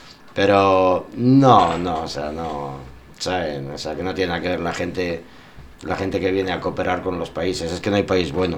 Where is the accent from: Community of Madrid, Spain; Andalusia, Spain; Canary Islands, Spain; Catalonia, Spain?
Community of Madrid, Spain; Madrid; Decía, no, soy de Madrid